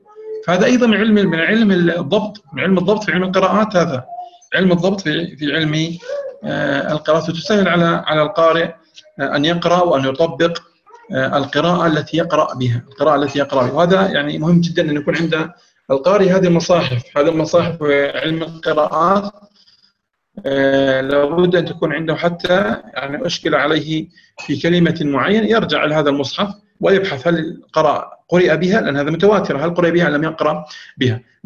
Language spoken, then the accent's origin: Arabic; Jordan; لأنه أظن حكم عندنا بالأردن وعندكم أيضا في معظم الدول